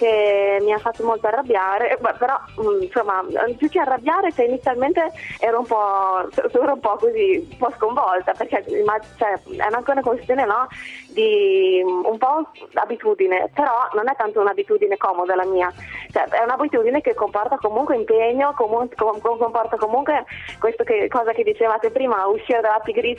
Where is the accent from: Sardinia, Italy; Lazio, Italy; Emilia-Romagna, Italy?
Emilia-Romagna, Italy; Bologna; No, sono di Bologna, sì. E vado a Imola tutti i giorni per lavoro.